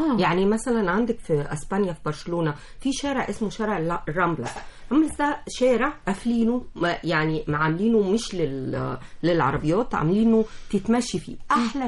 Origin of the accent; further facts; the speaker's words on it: Egypt; ده بيخصنا احنا كمصريين.